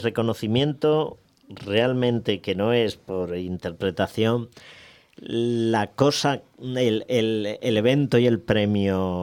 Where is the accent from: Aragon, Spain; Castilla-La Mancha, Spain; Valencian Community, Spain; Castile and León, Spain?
Castilla-La Mancha, Spain; Alcázar de San Juan; En mi pueblo, en mi ciudad, Alcázar de San Juan, me quieren mucho